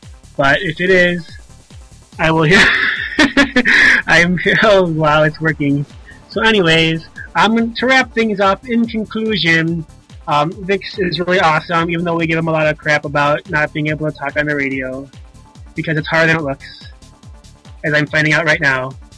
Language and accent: English; Indiana, United States; born there; I was born in Indiana, so that ain't it.